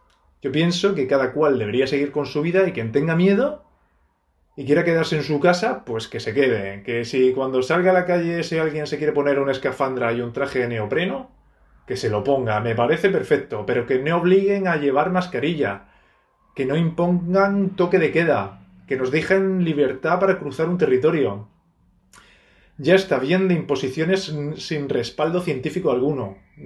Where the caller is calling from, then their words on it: Torrevieja, Valencian Community, Spain; de Torrevieja.